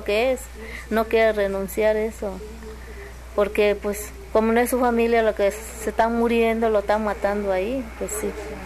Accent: Tuxtepec, Oaxaca, Mexico; now in Xalapa, Mexico; Yo soy de esta de Oaxaca, a rumbo a Tustepec, Oaxaca.

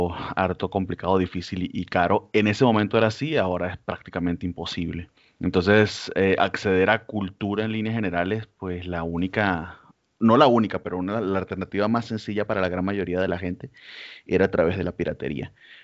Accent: Venezuela; moved away as an adult; now in Mexico; Soy venezolano, emigré acá a México en el 2018

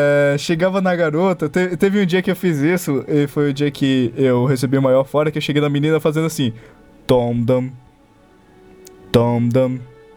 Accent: Acre, Brazil; só porque eu sou do Acre, bicho.

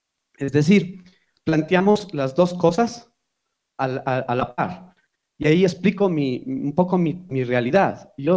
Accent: Quito, Pichincha, Ecuador; soy un cantautor de Quito. Yo creo que soy un cantautor de Alangací, soy un cantautor de Conocoto, de las parroquias realmente rurales de nuestro distrito metropolitano.

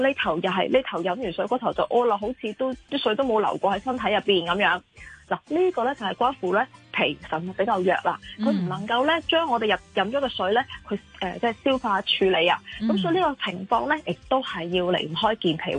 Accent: China; 我哋中国人咧成日讲一句说话叫做日出而作，日入而息噶嘛

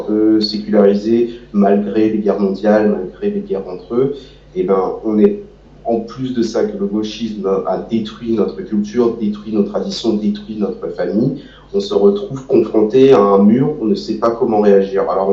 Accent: Brittany, France; also born or lived in Moscow, Russia; Moi je suis né à Moscou, je suis arrivé en France à 6 ans, j'ai vécu dans des petits villages bretons, des moyennes villes bretonnes. Puis un jour j'ai déménagé sur Rennes

